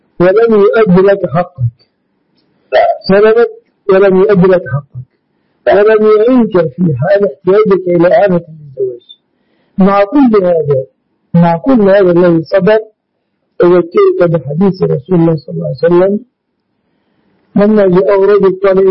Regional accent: Egypt

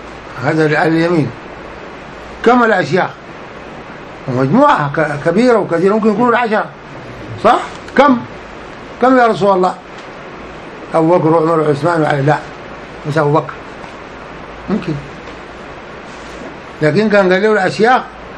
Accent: Sudan; يقول له والله قبل بعد عندنا في السودان طوالي.

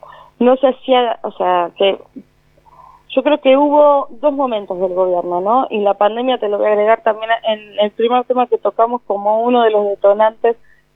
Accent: Quilmes, Buenos Aires Province, Argentina; also born or lived in Avellaneda; yo soy de Quilmes. Me crié mi infancia en Quilmes, mi adolescencia en Avellaneda.

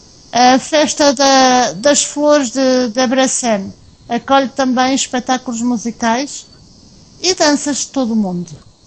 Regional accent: Portugal; É claro que como portuguesa quero que Portugal ganhe e passe para a nova fase.

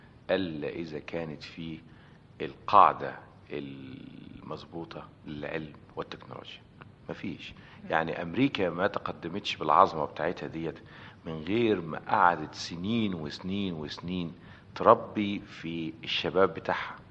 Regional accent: Egypt; لان انا مصري طبعا

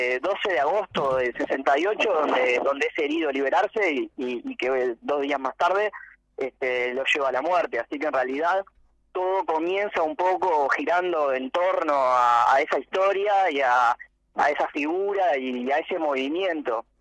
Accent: Uruguay; Y estamos hablando de una realidad que nos trasciende mucho más que como uruguayo.

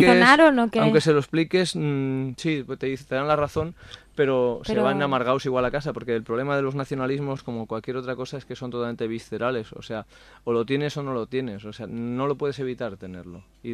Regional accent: Barcelona, Catalonia, Spain; Yo soy de Horta, aquí al lado.

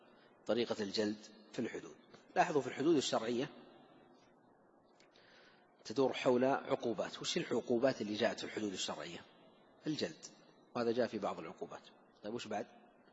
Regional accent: Saudi Arabia; خصوصا عندنا في المملكة العربية السعودية

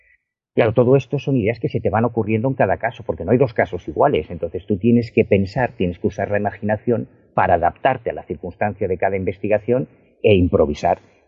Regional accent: Galicia, Spain; yo soy gallego, o sea, yo vivo en La Coruña, no vivo en Madrid

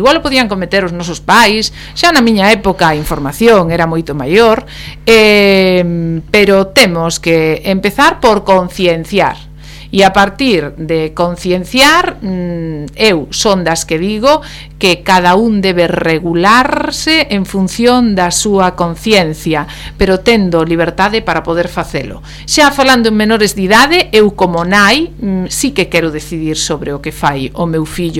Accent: Galicia, Spain; son galego falante, os meus fillos educados do mesmo xeito, un fala todo galego e outro fala castelán

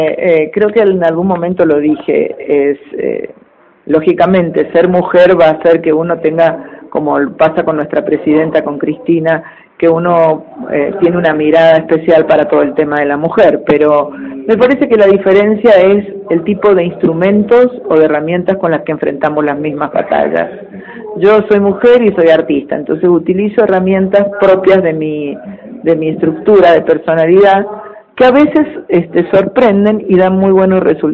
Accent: Argentina; yo soy esa persona de los años 70. Entonces, yo, como muchos argentinos

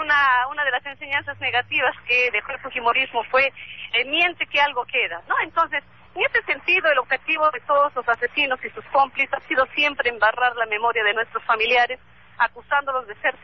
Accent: Peru; que deben permitir la convivencia de todos como peruanos con el respeto que todos nos merecemos

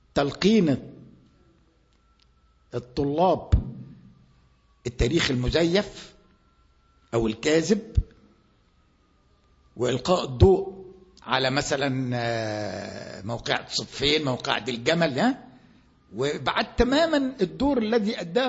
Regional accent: Egypt; عندنا في مصر

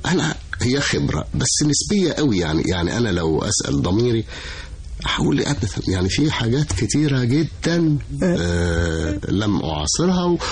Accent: Cairo, Cairo Governorate, Egypt; أنا أبويا وأمي وأهلي كلهم، بس أبويا كان موظف في القاهرة، فتولدت في القاهرة وعشت في القاهرة، لكن كل قرايبي صعيدة صعيدة يعني. كنت أروح أزورهم في الأجازات الصيفية، وبعتز على فكرة بأن أنا صعيدي

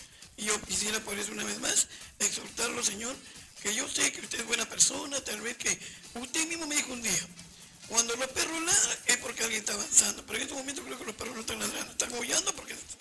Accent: Callao, Peru; No, señor. Todos somos chalacos. Si ustedes fueron elegidos, fue por nosotros, toda la zona sur, todo el Callao.

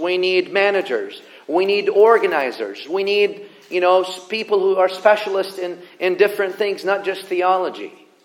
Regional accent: the South, United States; But I mean, I come from the South.

